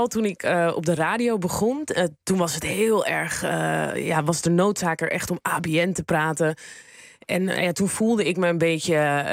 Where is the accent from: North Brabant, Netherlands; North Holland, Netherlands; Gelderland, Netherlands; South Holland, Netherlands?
North Holland, Netherlands; Amsterdam; ik kom uit Amsterdam-Noord. Ja, dat was vroeger ook niet het hippe urban Amsterdam-Noord wat het nu is.